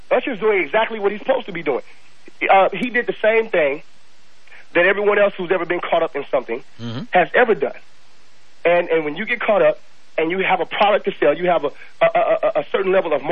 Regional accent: Los Angeles, California, United States; I grew up in South Central L.A.

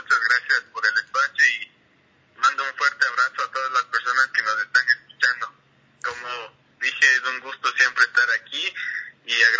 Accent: Quito, Pichincha, Ecuador; yo soy un violinista quiteño, nací en... tengo actualmente 25 años

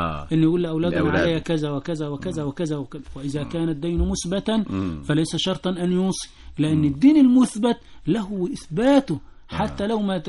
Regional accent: Egypt; جرت عادة الناس عندنا في مصر كلها

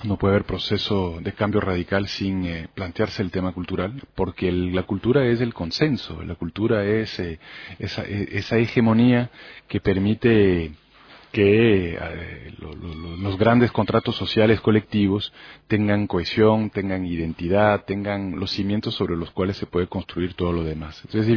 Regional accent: France; moved away as an adult; also born or lived in London; Si bien nací y crecí en Francia, muy joven me fui a Londres, hice estudios universitarios allá

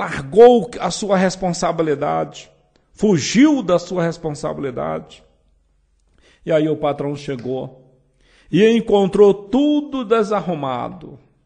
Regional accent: Northeast Region, Brazil; Quando eu era criança lá no Nordeste, a nossa educação era chicote.

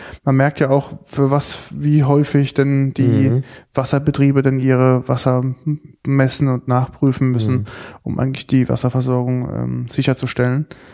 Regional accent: Rhineland-Palatinate, Germany; Und habe natürlich als Pfälzer ein Doppelglas bei mir auf der Arbeit.

